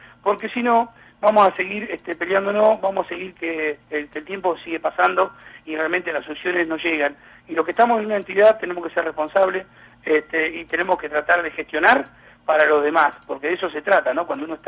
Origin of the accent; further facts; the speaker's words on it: Argentina; creo que hablo como argentino, ¿no es cierto?